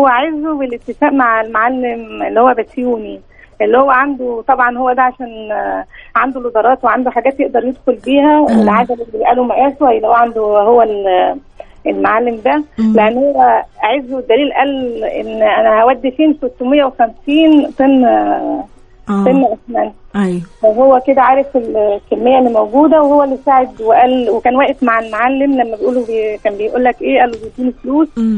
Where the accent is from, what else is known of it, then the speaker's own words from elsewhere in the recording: Cairo, Cairo Governorate, Egypt; من القاهرة.